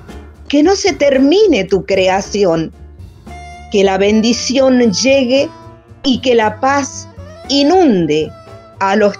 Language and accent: Spanish; Santiago del Estero, Argentina; soy de Santiago del Estero, Argentina, vivo en Capital de Santiago y soy escritora, soy poeta, docente, jubilada.